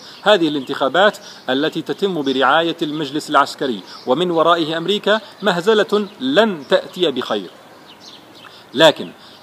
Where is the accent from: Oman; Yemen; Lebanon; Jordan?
Jordan; أنا لست مصريا، أنا أردني لكني زرت مصر مرارا وكثير من أصدقائي مصريون